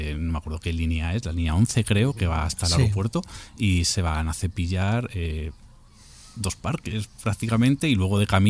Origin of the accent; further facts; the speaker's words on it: Madrid, Community of Madrid, Spain; justo yo soy de Usera, eso me pilla relativamente cerca